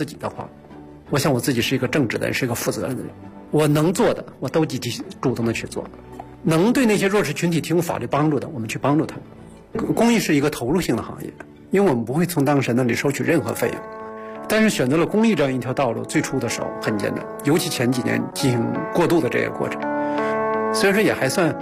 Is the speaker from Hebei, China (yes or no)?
yes; Hebei, China; 因为我在河北农村长大，一个非常贫穷的农村，